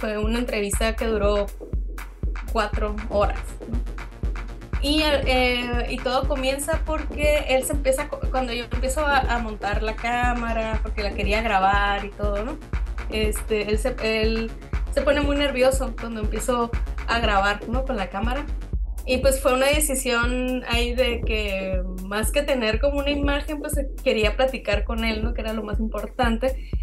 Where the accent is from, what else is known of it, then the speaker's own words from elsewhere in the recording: Isla de Cedros, Baja California, Mexico; born there; en los años 50 en Isla de Cedros, ¿no?, que es el lugar donde yo nací y de donde es mi familia materna.